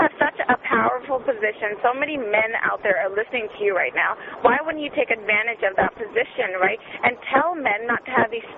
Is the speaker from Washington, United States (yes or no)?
yes; Seattle, Washington, United States; He's from England, and I'm from Seattle.